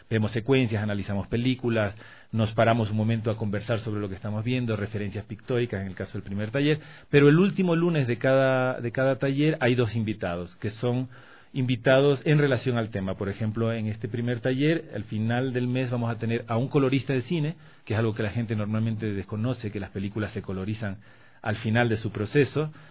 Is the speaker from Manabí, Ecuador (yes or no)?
yes; Manabí, Ecuador; yo soy de Manabí, por cuestiones del terremoto.